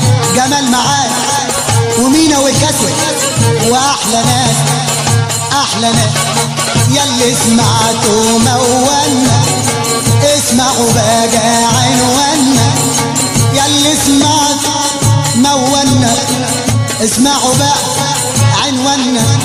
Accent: Minya, Minya Governorate, Egypt; وما ننساش بلدنا المنيا

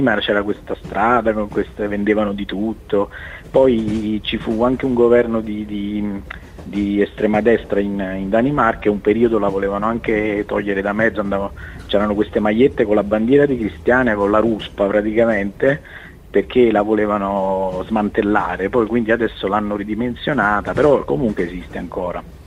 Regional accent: Caserta, Campania, Italy; Invece guardi, io sono di Caserta, se lei vede, cioè, il giornale di cronaca qua

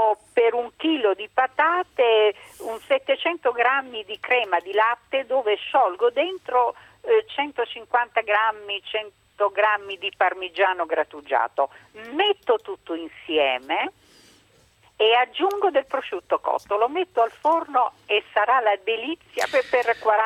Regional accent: Fiorano Modenese, Emilia-Romagna, Italy; Io sono di Fiorano Modenese, in provincia di Modena.

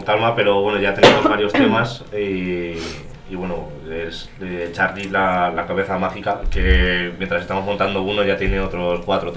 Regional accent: Castilla-La Mancha, Spain; Hay un grupo que me mola mucho que es de mi tierra, de la zona de Ciudad Real, que se llama

